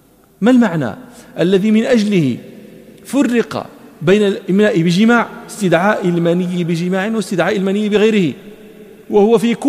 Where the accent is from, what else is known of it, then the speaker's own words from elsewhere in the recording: Morocco; ونحن في التراويح عندنا في المغرب